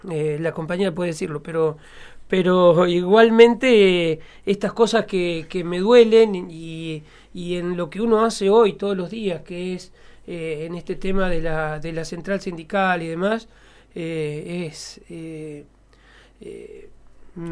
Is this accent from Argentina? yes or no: yes; Colonia Bremen, Córdoba, Argentina; Es la capital del departamento donde está Colonia Bremen, mi pueblo.